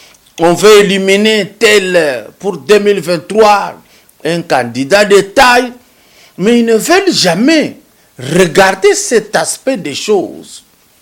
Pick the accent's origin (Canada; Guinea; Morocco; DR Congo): DR Congo; Katanga; Nous, on a grandi au Grand Katanga.